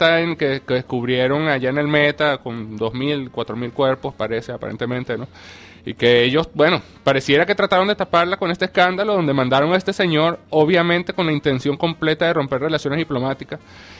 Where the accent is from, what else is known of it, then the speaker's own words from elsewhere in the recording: Venezuela; o simplemente es una postura como venezolano